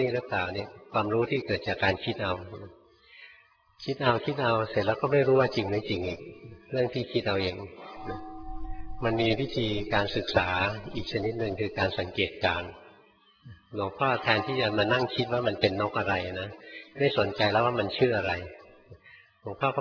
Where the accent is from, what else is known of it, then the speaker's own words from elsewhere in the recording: Bangkok, Thailand; หลวงพ่อเป็นคนกรุงเทพเกิดในกรุงเทพนะโตอยู่ในกรุงเทพจนแก่อยู่ในกรุงเทพแล้วไปบวชอยู่เมืองการ